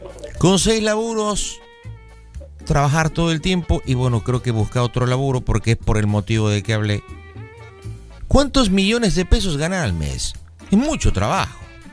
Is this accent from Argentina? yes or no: yes; Buenos Aires, Argentina; Yo nací en Buenos Aires, soy porteño.